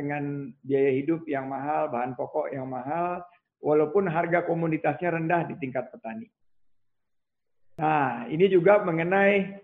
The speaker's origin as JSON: {"language": "Indonesian", "town": "Pekanbaru", "region": "Riau", "country": "Indonesia", "tie": "born there", "said": "saya kelahiran Rumbai, Pekanbaru"}